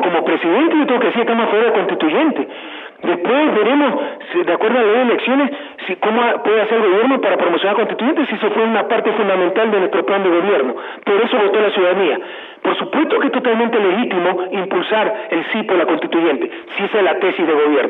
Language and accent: Spanish; Guayaquil, Guayas, Ecuador; Porque nadie quiere predicar a mi ciudad natal, sería absurdo que yo como guayaquileño quiera predicar a Guayaquil.